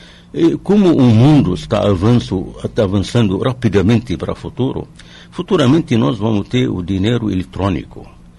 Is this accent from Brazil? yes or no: yes; Brazil; uma maneira que pode ajudar muito para nós como brasileiros